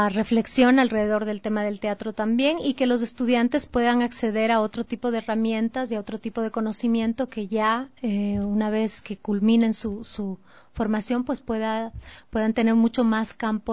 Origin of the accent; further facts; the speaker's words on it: Ecuador; esa diversidad cultural de la que somos parte como ecuatorianos